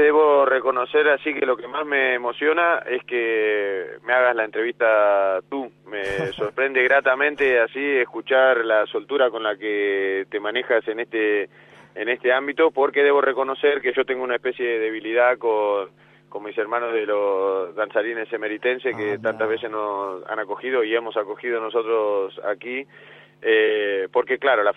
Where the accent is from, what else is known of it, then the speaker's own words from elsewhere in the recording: Casar de Cáceres, Extremadura, Spain; yo ando con muchas ganas en agosto de hacer un festival aquí en mi pueblo del Casar de Cáceres